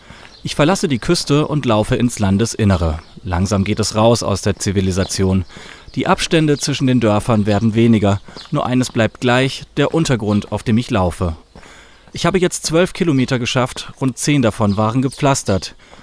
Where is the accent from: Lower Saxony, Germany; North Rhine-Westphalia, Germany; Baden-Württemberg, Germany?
Baden-Württemberg, Germany; dass sie aus meiner alten Heimat kommt, aus Südbaden